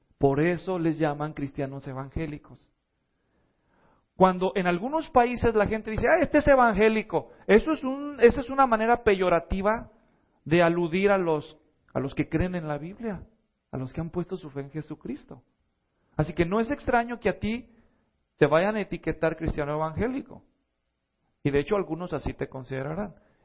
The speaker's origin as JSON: {"language": "Spanish", "country": "Mexico", "said": "Porque los latinos nunca hacemos eso, nosotros no, especialmente si somos mexicanos, ¿verdad?"}